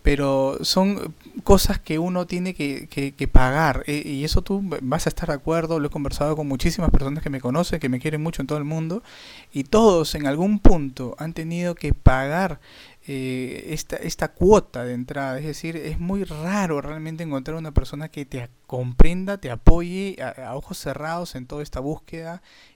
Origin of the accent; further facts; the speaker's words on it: Peru; Sí, acá en mi país, bueno, mi país es bastante conocido también como en Argentina por bastantes personas que tienen muchísimos años aquí en Perú.